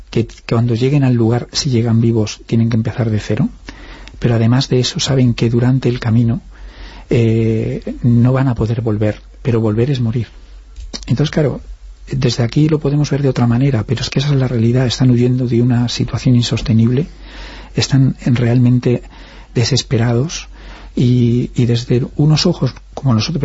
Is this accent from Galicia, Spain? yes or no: yes; Galicia, Spain; Como gallegos hemos tenido que salir